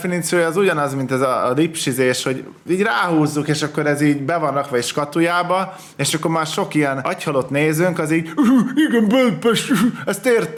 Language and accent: Hungarian; Hungary; Nem értik, hogy vidékről származom?